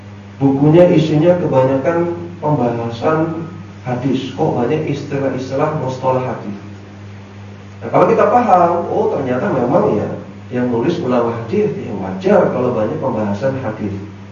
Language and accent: Indonesian; Bogor, West Java, Indonesia; Saya asli Bogor, ya, Bogor Jakarta.